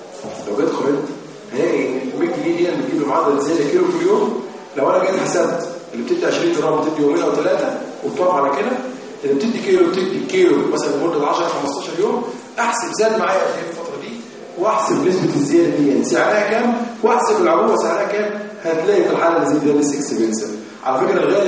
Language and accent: Arabic; Egypt; الصوره عندنا في مصر يا ولاد